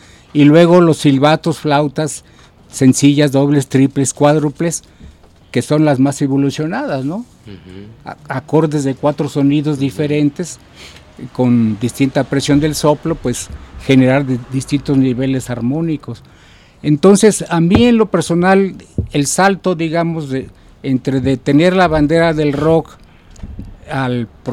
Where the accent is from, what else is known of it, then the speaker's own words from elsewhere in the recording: Mexico; si toda la vida voy a ser músico y como mexicano, tengo que saber cómo empezó la música en mi propia cultura